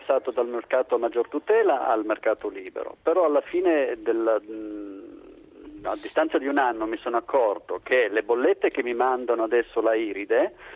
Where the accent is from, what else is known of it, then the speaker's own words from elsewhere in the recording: Turin, Piedmont, Italy; io sono di Torino